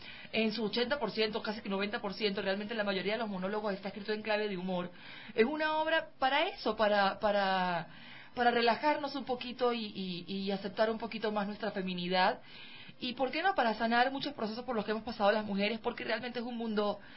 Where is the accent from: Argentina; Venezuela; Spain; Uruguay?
Venezuela; lo vi en Venezuela, lo vi en mi ciudad natal